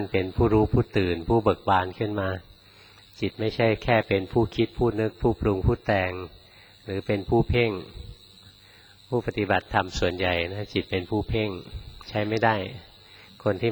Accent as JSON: {"language": "Thai", "region": "Bangkok", "country": "Thailand", "tie": "born or raised there", "said": "เราคนกรุงเทพเกิดกรุงเทพไปภาวนาในวัดป่าครั้งแรกๆนะ"}